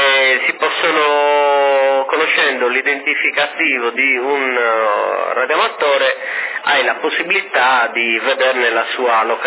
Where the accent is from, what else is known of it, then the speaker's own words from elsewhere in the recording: Sardinia, Italy; Assolutamente sono sardo, assolutamente.